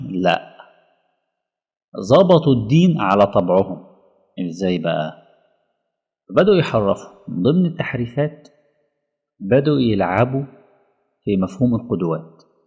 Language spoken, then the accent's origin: Arabic; Alexandria, Alexandria Governorate, Egypt; يعني في أولاد كتير جدا مثلا في مدينتي في الأسكندرية